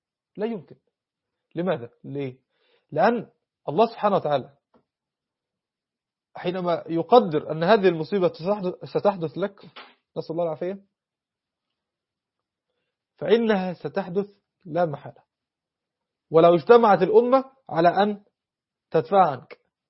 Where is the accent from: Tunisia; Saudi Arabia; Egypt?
Egypt; احنا عندنا في مصر بيقول لك مثل ايه